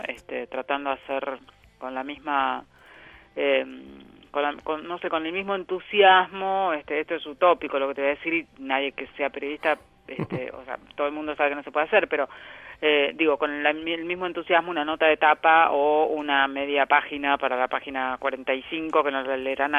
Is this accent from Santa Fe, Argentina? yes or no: no; Junín, Buenos Aires Province, Argentina; yo nací ahí en Junín.